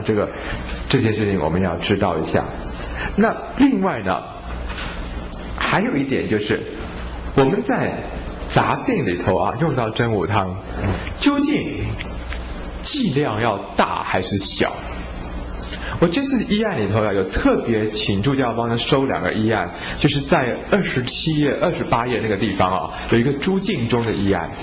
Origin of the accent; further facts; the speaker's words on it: Taiwan; 我们台湾人啊长到今天，其实我们许许多多的台湾人都是所谓的水果宝宝啊，就是从小到大吃了很多水果